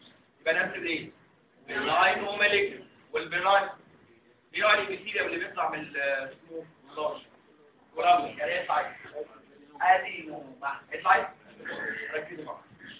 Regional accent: Egypt; ده مهم مهم عندنا في مصر

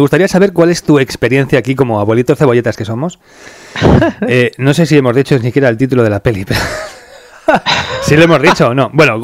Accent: Spain; En fin de cuentas, somos españoles, tenemos el problema de que ya se nos ha metido en el ADN estos títulos

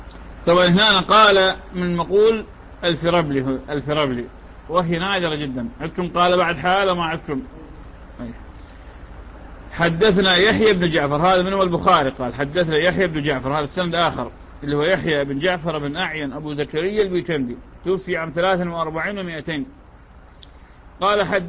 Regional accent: Iraq; accent: Iraqi; يعني هذا المسعر شلون في لهجتنا العراقية

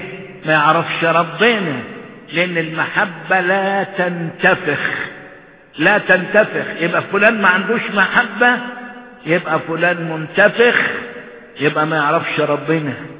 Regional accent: Egypt; وعلى الاخص خلينا في بلدنا مصر، الله يتكلم

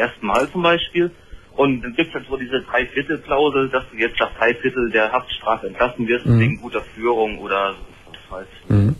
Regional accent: East Germany, Germany; Ich komme, wie gesagt, aus der DDR.

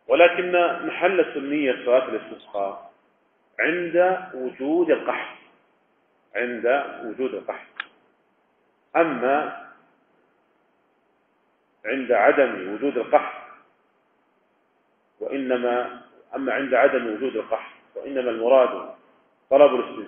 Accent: Riyadh, Riyadh Province, Saudi Arabia; يعني مثلا لو كان عندنا في الرياض مثلا

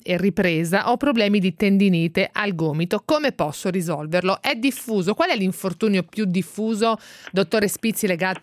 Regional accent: Marche, Italy; No, io sono marchigiana, infatti

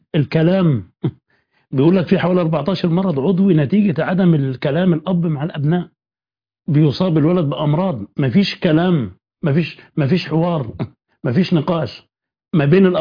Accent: Upper Egypt, Egypt; البيوت عندنا في الصعيد هناك

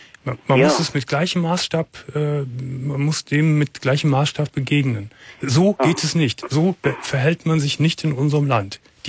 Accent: Germany; Als Deutscher muss man sich dafür schämen.

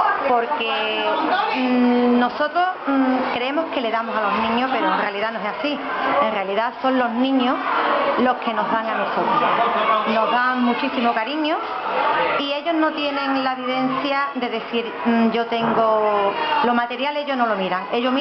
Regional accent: Western Sahara; le estoy hablando como madre saharaui.

